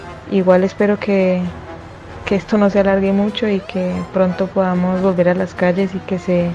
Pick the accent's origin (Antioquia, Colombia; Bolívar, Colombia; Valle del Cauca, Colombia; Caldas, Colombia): Valle del Cauca, Colombia; Cali; moved away as an adult; now in Buenos Aires, Argentina; soy colombiana, caleña. En este momento me encuentro viviendo en Buenos Aires, Argentina. Hace aproximadamente 6 meses estoy acá.